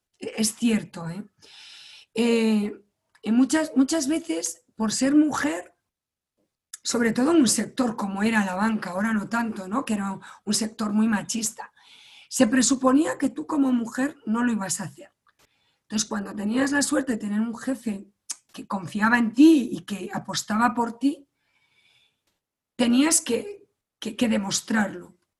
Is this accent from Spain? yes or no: yes; Galicia, Spain; Yo soy gallega. En general los españoles somos mucho de contacto, pero los gallegos ya nos pasamos.